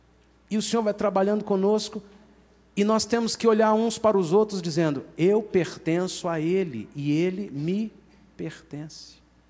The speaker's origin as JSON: {"language": "Portuguese", "region": "Minas Gerais", "country": "Brazil", "said": "Que povinho desconfiado somos nós mineiros."}